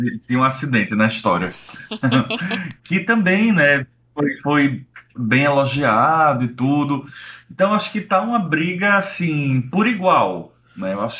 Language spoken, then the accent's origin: Portuguese; Recife, Pernambuco, Brazil; eu pernambucano, recifense, cresci no São Luís